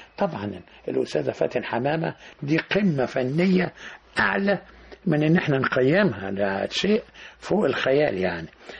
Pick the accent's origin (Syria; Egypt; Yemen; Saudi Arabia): Egypt; ده كله بيخليني أسعد إن أنا مصري بنتمي إلى بلدي